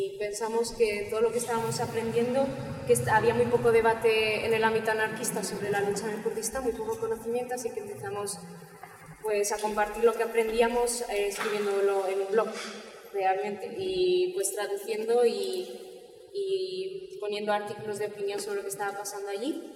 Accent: Zaragoza, Aragon, Spain; Bueno, pues venimos de Zaragoza

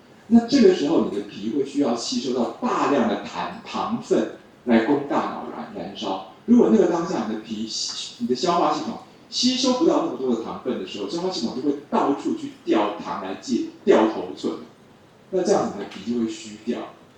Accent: China; 我们中国人觉得很像一个草木发芽的样子

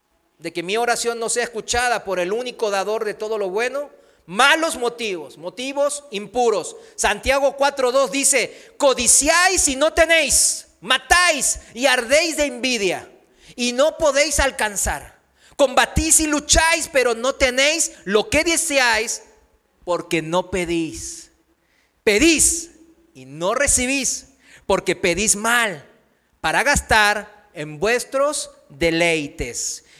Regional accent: South Korea; Spanish is a second language; now in Mexico; Aquí en México es fácil, ¿no?, relacionarlo rápido con la iglesia tradicional. Pues en mi país también, en Corea, pues están budas por todos lados.

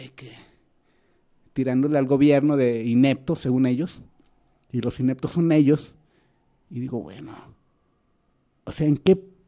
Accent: Mexico; yo soy mexicano y pues mis compatriotas son mexicanos.

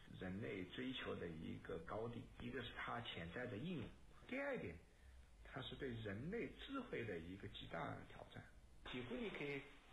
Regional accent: China; 作为一个中国人，我觉得我能够投身

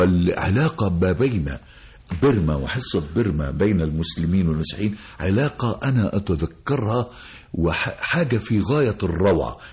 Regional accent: Birma, Gharbia, Egypt; يعني أنا حتى دايما بقول على قريتنا، قرية بيرما، قرية هي قائمة على عائلات كده، كأنها قرية عربية.

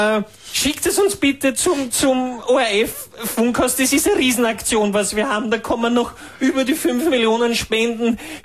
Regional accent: Austria

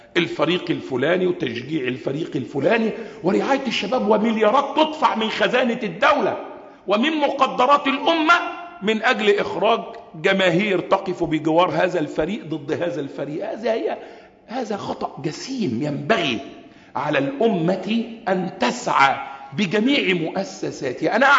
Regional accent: Egypt; وأخص بلدنا مصر

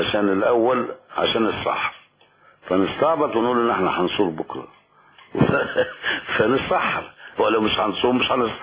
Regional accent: Hurin, Monufia Governorate, Egypt; انا من بلد اسمها هورين. لما كنا صغيرين نقول انت منين؟ يا نقول من هورين مركز الطنطا مديريه طنطا.

